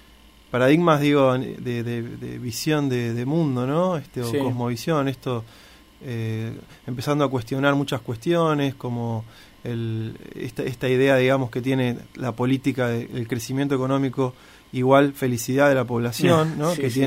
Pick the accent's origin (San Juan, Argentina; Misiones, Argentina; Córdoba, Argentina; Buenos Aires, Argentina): Buenos Aires, Argentina; En Capital, sí, soy de Capital.